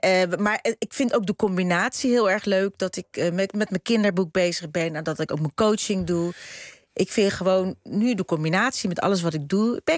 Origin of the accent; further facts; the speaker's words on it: Netherlands; accent: Dutch; En dan kwam ik met mijn Hollandse accent. Ik was me heel erg bewust. Ik kreeg een interview, ik durfde niet eens te praten. Ik schaamde me gewoon voor mijn accent.